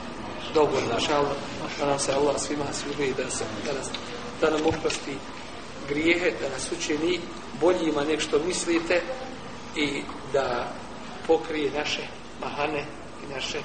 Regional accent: Sarajevo, Federation of Bosnia and Herzegovina, Bosnia & Herzegovina; also born or lived in Medina; 66. sam rođen, u Sarajevu, završio HIFS s osnovnom školom

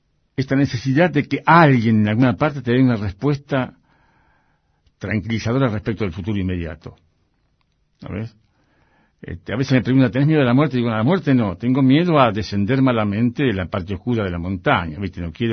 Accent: Argentina; Yo soy un gaucho gringo. Todos mis valores, mis dialécticas corporales tienen que ver con el mundo de la chacra, tienen que ver con lo que era mi viejo, con lo que era mi familia

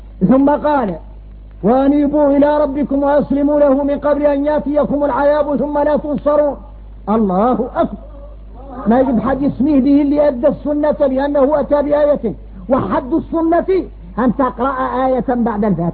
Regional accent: Mauritania; لباس احنا موريتاني اذا خارجنا غريب

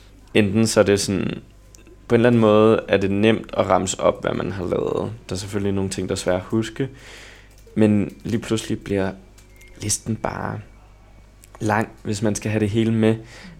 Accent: Copenhagen, Capital Region of Denmark, Denmark; Så jeg voksede op på Østerbro. Og der har jeg gået i folkeskole i 10 år.

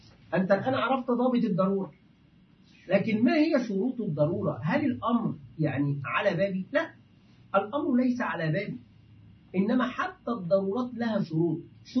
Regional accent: Egypt; عندنا في مصر يفعلون هذا

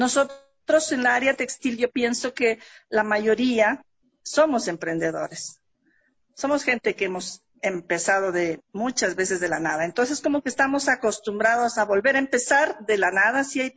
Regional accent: Carchi, Ecuador; now in Quito, Ecuador; mis padres, ellos son del campo, somos del Carchi. Ya vine pues a prepararnos, a estudiar, que siempre ellos nos han dicho, nos enviaban a la capital a estudiar, a prepararnos.

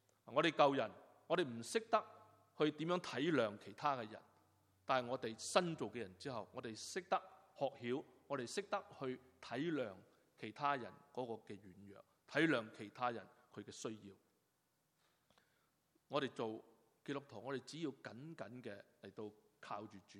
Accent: Hong Kong; now in Canada; 是加拿大国籍，基本上我是加拿大人，纵然我自己是由香港来，纵然我是流着中国人的血，但我来到加拿大，我现在入了籍的时候，我是一个加拿大人，

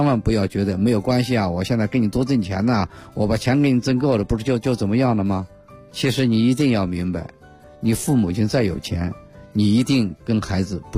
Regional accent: Beijing, China; 要成为我们北京人的一种时尚

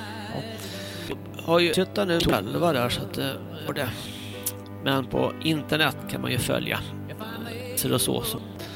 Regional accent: Stockholm, Stockholm County, Sweden; Jag kommer från Stockholm

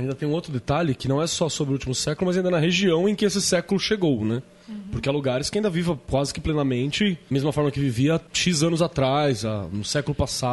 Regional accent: Mauá, São Paulo, Brazil; na região de onde eu vim ali, da Mauá

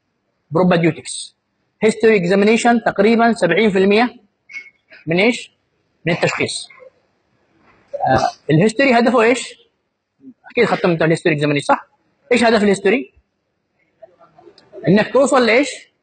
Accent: Yemen; بالذات عندنا في اليمن

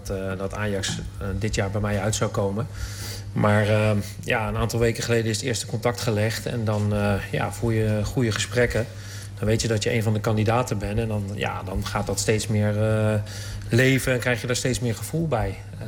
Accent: The Hague, South Holland, Netherlands; born there; want ik ben geboren in Den Haag.

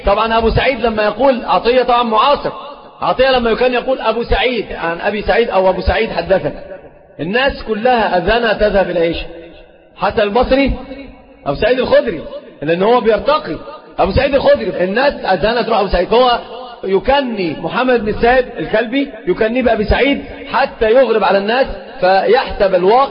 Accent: Egypt; سيب بورسعيد دي في القاهرة يعني عندنا في مصر

